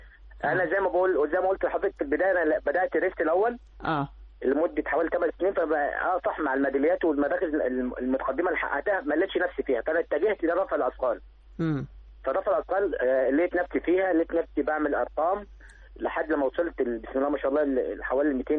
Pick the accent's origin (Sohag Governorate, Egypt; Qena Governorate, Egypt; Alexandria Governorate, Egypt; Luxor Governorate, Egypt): Sohag Governorate, Egypt; Sohag; now in Cairo, Egypt; سوهاجي وبدات 98 يمكن في سوهاج لما جيت القاهره هنا